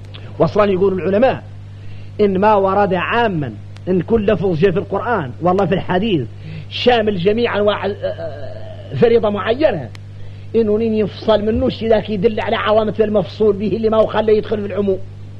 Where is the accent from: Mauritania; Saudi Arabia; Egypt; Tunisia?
Mauritania; عندنا احنا موريتاني